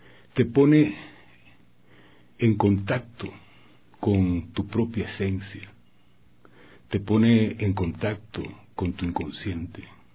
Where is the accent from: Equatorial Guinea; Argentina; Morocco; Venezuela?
Venezuela; moved away as an adult; now in Ecuador; Sí, vengo desde Venezuela. Mi esposo y yo decidimos venirnos.